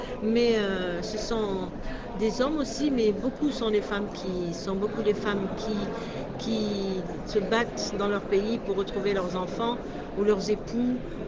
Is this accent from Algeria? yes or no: yes; Algeria; Je suis algérienne